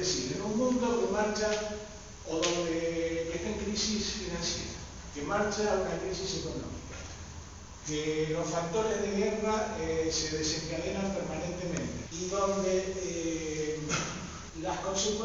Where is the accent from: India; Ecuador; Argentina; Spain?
Argentina; me involucro como ciudadano argentino